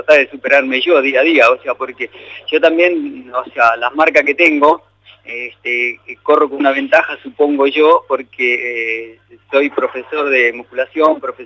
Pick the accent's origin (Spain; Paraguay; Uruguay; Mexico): Uruguay; moved away as an adult; now in Argentina; como vengo de Uruguay a los 22 años y me radiqué acá